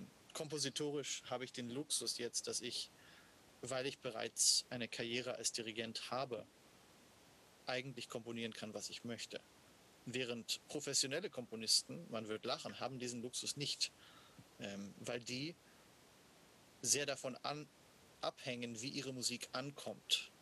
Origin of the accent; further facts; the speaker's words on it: Washington, District of Columbia, United States; Weil ich dieses Stück so oft gesehen habe als Kind und als Teenager in Washington gibt es ein wunderbares Shakespeare-Theater.